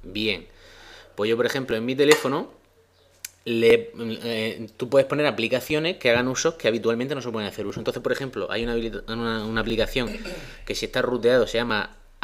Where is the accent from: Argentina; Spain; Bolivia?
Spain; somos como somos, y los españoles siempre somos así